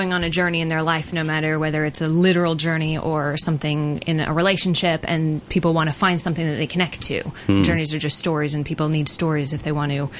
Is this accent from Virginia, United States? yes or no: no; Arizona, United States; Well, I'm originally from Arizona, in a sort of a suburb outside of Phoenix.